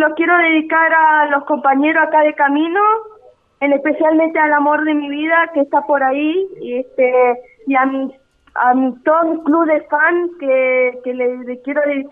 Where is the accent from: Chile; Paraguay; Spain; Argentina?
Argentina; Buenos Aires; yo soy de Buenos Aires también